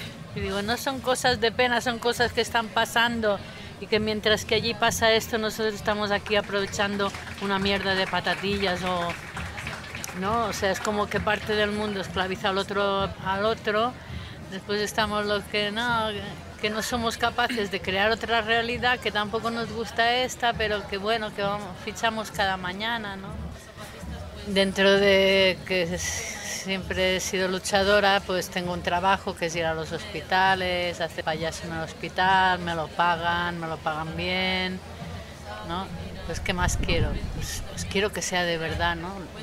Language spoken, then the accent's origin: Spanish; Barcelona, Catalonia, Spain; born there; now in Mallorca, Spain; Nací en Barcelona, pero de hace muchos años vivo en la pequeña isla de Mallorca, en el Mediterráneo.